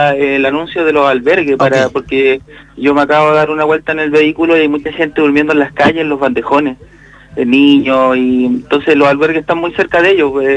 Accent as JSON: {"language": "Spanish", "town": "Santiago", "region": "Santiago Metropolitan", "country": "Chile", "lives_now": "Alto Hospicio, Chile", "said": "yo soy santiaguino, llevo años acá, tengo mi familia acá, todo acá. Por suerte me pilló acá abajo, yo vivo en hospicio"}